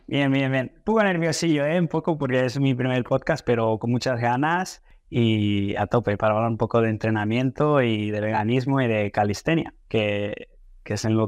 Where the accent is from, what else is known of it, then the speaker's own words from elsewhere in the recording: Spain; also born or lived in Brazil; soy medio brasileño, medio español. Mi madre es catalana, mi padre es brasileño. Yo en realidad nací en Brasil, pero me crié en España. Entonces, como que, bueno, tengo esa doble cultura, ¿no? Digamos, mezcla de culturas. Y en realidad yo estudié la universidad en Brasil.